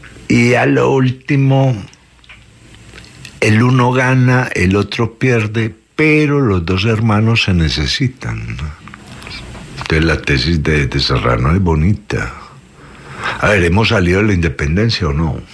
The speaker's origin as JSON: {"language": "Spanish", "country": "Colombia", "said": "no nos hemos entendido como colombianos en un país que es un parte de la corteza terrestre"}